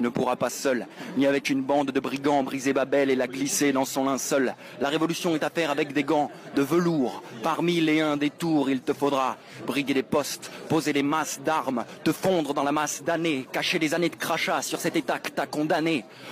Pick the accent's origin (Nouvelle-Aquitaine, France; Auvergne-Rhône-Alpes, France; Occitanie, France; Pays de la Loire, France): Auvergne-Rhône-Alpes, France; Alors, je viens d'Ardèche